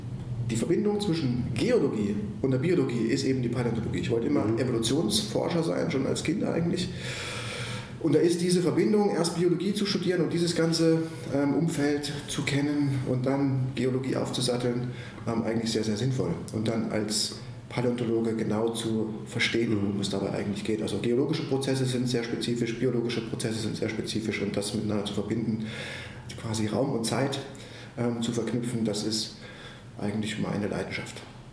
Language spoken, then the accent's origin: German; Suhl, Thuringia, Germany; also born or lived in Ilmenau; ich bin in Ilmenau geboren, bin eigentlich aufgewachsen in Suhl, in der wunderschönen Bezirksstadt Suhl im Herzen des Thüringer Waldes.